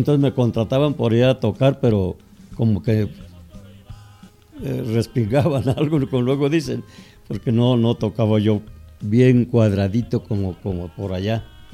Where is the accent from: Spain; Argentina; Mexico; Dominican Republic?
Mexico; Huasteca; now in Mexico City, Mexico; Pues yo soy de la Huasteca.